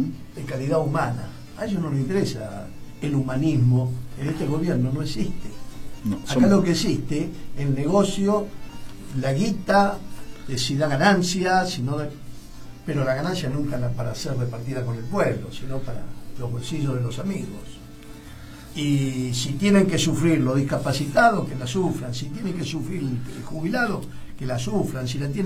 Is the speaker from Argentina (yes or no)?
yes; Argentina; ¿Se creen que somos estúpidos los argentinos?